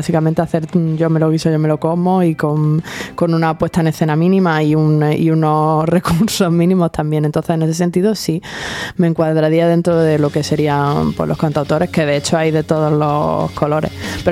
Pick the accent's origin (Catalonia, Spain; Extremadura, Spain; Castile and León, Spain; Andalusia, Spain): Andalusia, Spain; San Pedro de Alcántara; allí en el pueblo donde me crié, en San Pedro de Alcántara